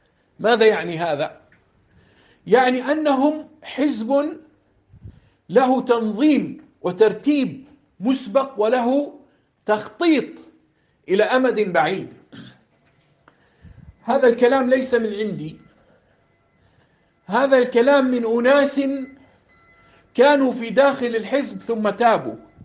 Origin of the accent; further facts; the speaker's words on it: Jordan; واحد هنا عندنا في الأردن على المنبر